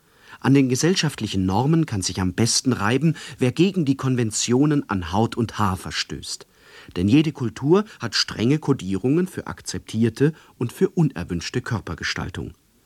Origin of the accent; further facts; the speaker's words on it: Solingen, North Rhine-Westphalia, Germany; Ich komme ursprünglich aus Solingen, da war keiner, da bin ich dann nach Wuppertal gegangen.